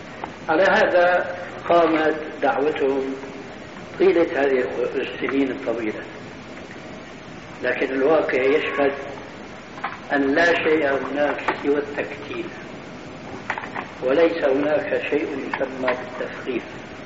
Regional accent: Damascus, Damascus Governorate, Syria; وأنا أعرف وأنا سوري دمشقي كما تعلمون

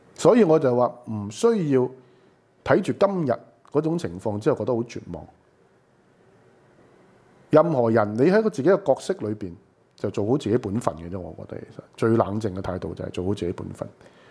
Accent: Hong Kong; 你们我们香港人本身那个的 struggle, 就不是只是上街示威啊这些东西

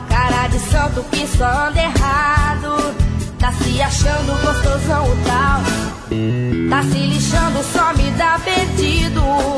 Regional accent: Santa Bárbara d'Oeste, São Paulo, Brazil; also born or lived in Americana; Eu nasci americana, mas sempre morei em Santa Bárbara.

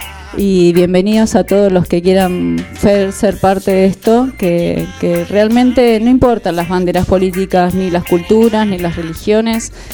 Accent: Villa de Soto, Córdoba, Argentina; La gente de campo, yo vengo de Villa de Soto, mi abuela sembraba cáñamo para hacer la suela de las alpargatas.

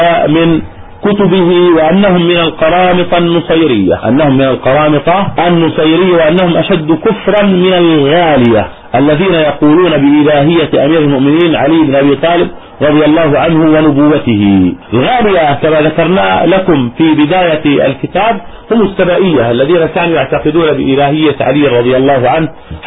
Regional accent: Jordan; accent: Jordanian; يقال عنه في لهجتنا في الأردن يقال مقدح

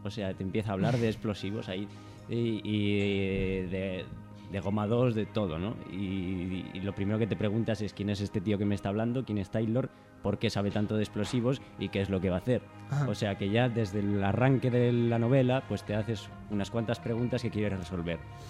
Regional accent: Spain; Porque soy de España y tenemos ese acento.

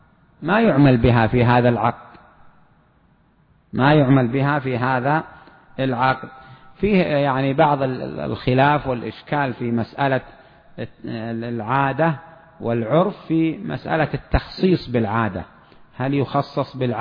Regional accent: Saudi Arabia; عندنا في السعودية هنا معناه بعتك بألف ريال

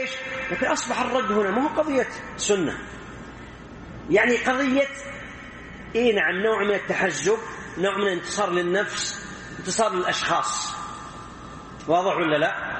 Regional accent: Saudi Arabia; مثل واحد عندنا في السعودية

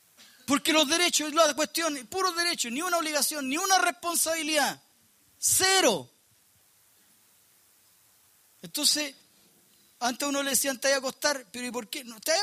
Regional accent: Punta Arenas, Magallanes, Chile; also born or lived in Tierra del Fuego; Yo soy de Punta Arena, viví en Tierra del Fuego

